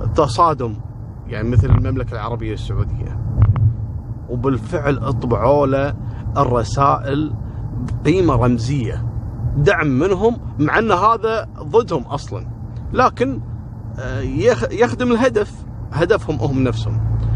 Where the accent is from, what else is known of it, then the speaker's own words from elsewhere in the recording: Kuwait; في عندنا في الكويت مطبعة اسمها مطبعة الطليعة